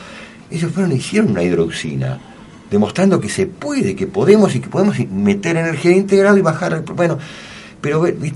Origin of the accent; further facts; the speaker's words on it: Martínez, Buenos Aires Province, Argentina; Lo viví en el barrio que vivía cuando era chico, en Martínez, se volvió una monstruosidad